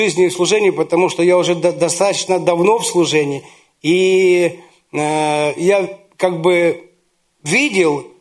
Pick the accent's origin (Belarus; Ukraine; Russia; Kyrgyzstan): Ukraine; мы с Украины, и там рядом с Днепром есть город Кривой Рог.